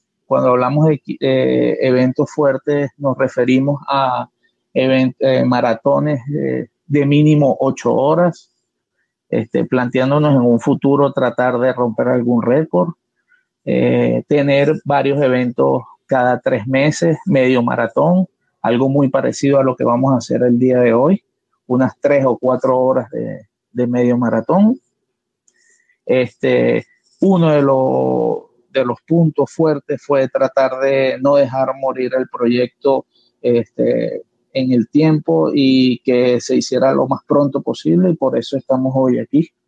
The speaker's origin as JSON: {"language": "Spanish", "town": "Caracas", "region": "Capital District", "country": "Venezuela", "said": "soy de Caracas, Venezuela"}